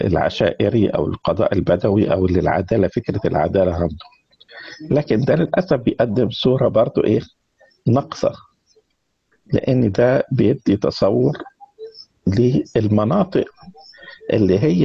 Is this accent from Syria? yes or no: no; Egypt; ولكن كان في مناطق تانية زي عندنا في مصر في سيناء